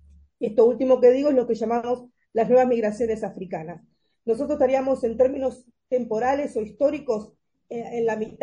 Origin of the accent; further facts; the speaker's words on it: Avellaneda, Buenos Aires Province, Argentina; born there; Por eso yo nací en Dock Sud, en Avellaneda, que en otro momento fue un puerto internacional muy importante